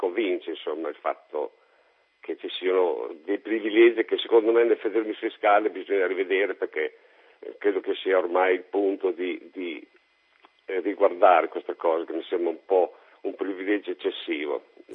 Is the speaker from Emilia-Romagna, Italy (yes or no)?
yes; Modena, Emilia-Romagna, Italy; Comunque io sono di Modena e sono felicissimo di abitare a Modena, perché amo fondamentalmente la mia città.